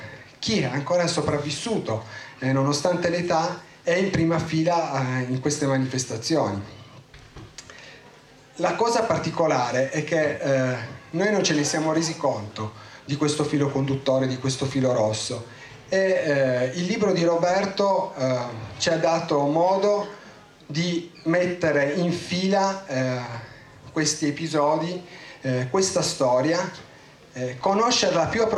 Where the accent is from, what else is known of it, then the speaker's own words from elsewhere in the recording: Piedmont, Italy; Io sono cresciuto in Valle di Susa, sono nato e cresciuto lì